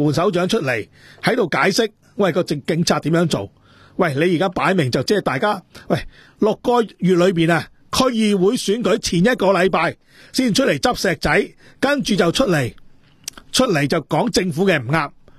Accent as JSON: {"language": "Cantonese", "town": "Dongguan", "region": "Guangdong", "country": "China", "said": "特別我哋東莞人啊，即係我呢啲歷史我真係清清楚楚。"}